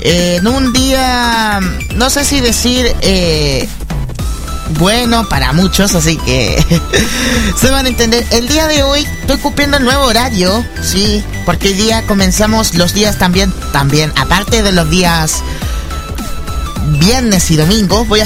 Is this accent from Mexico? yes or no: no; Chile; Soy de Chile, por si acaso, para que algunos piensen por qué este acento se parece al mexicano o a otro tipo de vocecita o cierta vocechota.